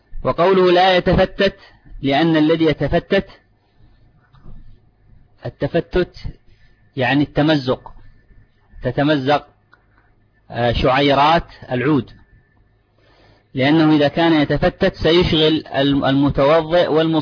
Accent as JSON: {"language": "Arabic", "country": "Yemen", "said": "هذا موجود عندنا في اليمن"}